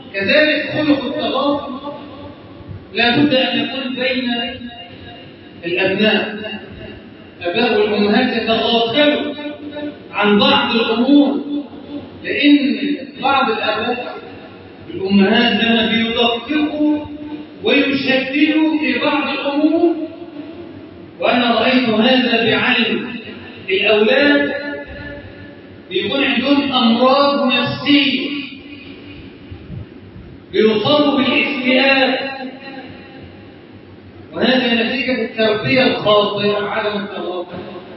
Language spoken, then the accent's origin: Arabic; Egypt; اجعل بلدنا مصر امنا امانا